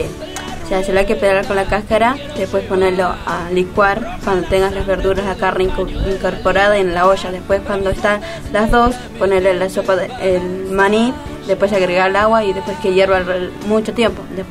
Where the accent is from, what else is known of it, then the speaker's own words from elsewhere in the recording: Paraguay; yo soy paraguayo.